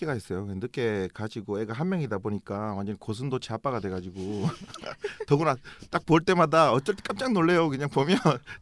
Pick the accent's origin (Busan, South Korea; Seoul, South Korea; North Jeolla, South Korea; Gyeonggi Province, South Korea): Busan, South Korea; 저 원래 고향이 부산이에요.